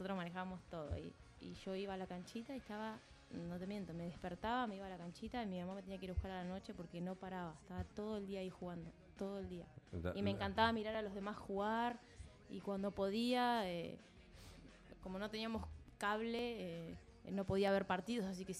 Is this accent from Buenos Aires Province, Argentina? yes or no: yes; Tandil, Buenos Aires Province, Argentina; De Tandil, sí.